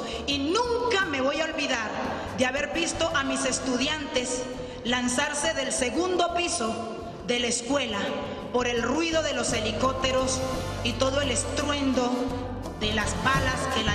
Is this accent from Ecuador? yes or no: no; El Charco, Nariño, Colombia; vengo de la inspección de San José, en el río Tapaje, municipio del Charco Nariño, Pacífico Sur.